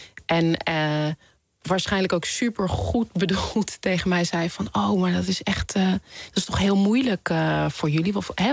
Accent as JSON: {"language": "Dutch", "town": "Amstelveen", "region": "North Holland", "country": "Netherlands", "tie": "born or raised there", "said": "Want je moet je voorstellen, ik ben opgegroeid in Amstelveen."}